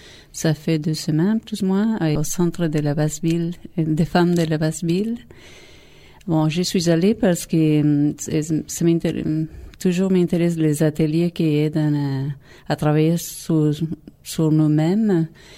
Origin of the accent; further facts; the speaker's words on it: Argentina; French is a second language; Et je suis ici, ça fait 4 ans, je viens de l'Argentine.